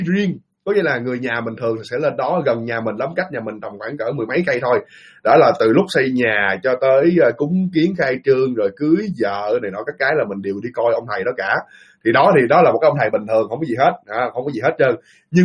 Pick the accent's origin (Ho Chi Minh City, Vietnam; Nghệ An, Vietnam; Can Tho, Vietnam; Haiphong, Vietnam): Ho Chi Minh City, Vietnam; accent: slight Mekong Delta accent; also born or lived in Dong Thap; đúng đúng thật là quê mình ở miền Tây, quê mình ở Đồng Tháp thật, nhưng mà từ nhỏ tới lớn mình sinh ra và lớn lên ở Sài Gòn. cũng có thể nói mình là cũng có thể là người Sài Gòn luôn, nhưng mà có thể là cái giọng của mình có một chút xíu miền Tây